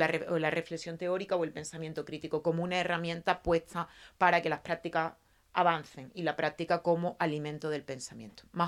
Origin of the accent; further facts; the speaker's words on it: Seville, Andalusia, Spain; bueno, ya me han presentado, soy abogada, vengo de Sevilla, he nacido y vivido en Sevilla, no tengo proyecto migratorio, solo de Triana a la Macarena.